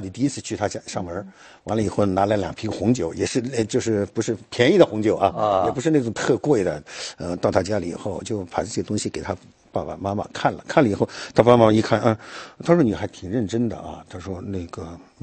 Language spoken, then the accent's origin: Chinese; China; moved away as an adult; now in Japan; 我在这之前我从中国过来。